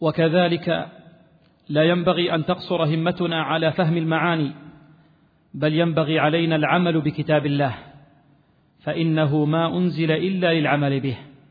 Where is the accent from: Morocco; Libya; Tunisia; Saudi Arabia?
Libya; وهي الرواية المشهورة في بلدنا ليبيا